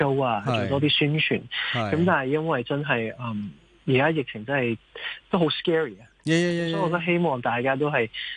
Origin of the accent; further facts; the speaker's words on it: Canada; now in Hong Kong; 我在加拿大长大，嗰系我屋企